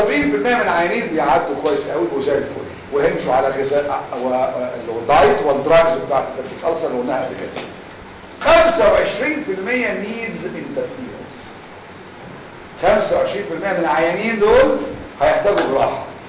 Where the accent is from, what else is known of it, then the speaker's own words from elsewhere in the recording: Egypt; احنا بص يا جماعة احنا كمصريين دكاترة او غير دكاترة